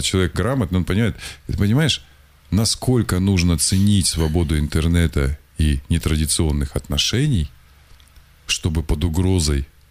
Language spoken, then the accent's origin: Russian; Russia; потому что я россиянин, я патриот